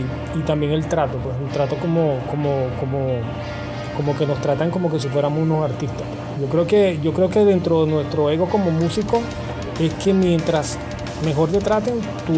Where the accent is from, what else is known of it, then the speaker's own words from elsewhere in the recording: Venezuela; No es que venimos de Venezuela y las colombianas van a sonar menos o más que nosotros.